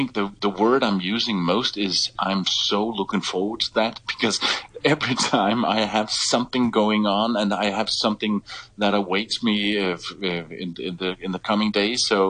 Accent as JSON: {"language": "English", "country": "Denmark", "second_language": "English", "said": "The phone connection, the phone company I use is a Danish one because I am from Denmark and I still have a Danish phone number."}